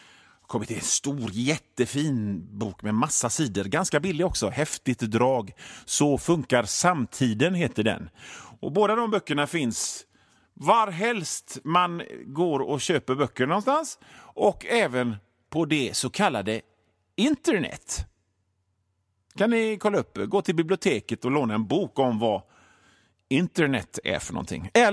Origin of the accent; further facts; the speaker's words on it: Gothenburg, Västra Götaland County, Sweden; accent: Gothenburg dialect; Jag måste på något sätt vänja mig av med min göteborgska, känner jag.